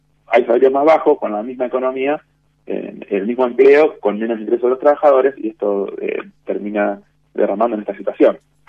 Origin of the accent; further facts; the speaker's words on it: Argentina; el Estado somos nosotros, somos la sociedad argentina.